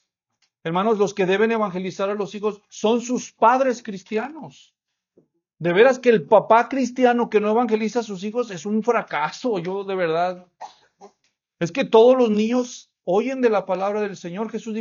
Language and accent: Spanish; Guadalajara, Jalisco, Mexico; yo crecí en Guadalajara, ya les dije. Pero mis primos estaban en el rancho.